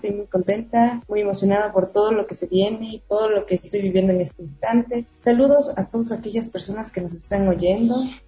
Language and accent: Spanish; Ecuador; para salir de aquí del país a representar a todos nosotros como ecuatorianos